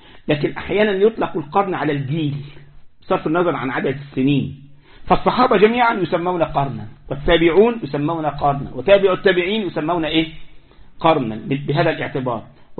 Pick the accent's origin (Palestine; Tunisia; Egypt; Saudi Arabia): Egypt; عندنا في مصر يقول لك صاحب بالين كذاب وصاحب ثلاثة منافق.